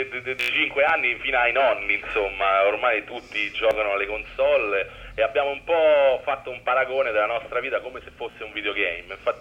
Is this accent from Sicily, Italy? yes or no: no; Rome, Lazio, Italy; noi veniamo da Piazzale Flaminio